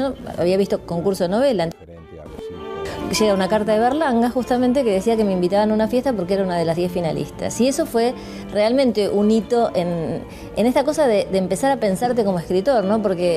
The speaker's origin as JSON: {"language": "Spanish", "town": "Burzaco", "region": "Buenos Aires Province", "country": "Argentina", "tie": "born or raised there", "said": "es mi infancia y sigue siendo mi lugar de referencia. Yo he vivido viví en la capital, ahora vivo en la zona norte, pero para mí, si vos me preguntás de dónde soy, yo soy de Bursaco"}